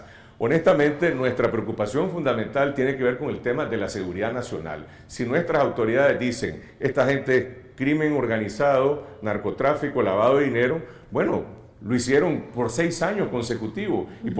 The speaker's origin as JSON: {"language": "Spanish", "country": "Nicaragua", "said": "Para mí, como nicaragüense, la gran pregunta es la siguiente."}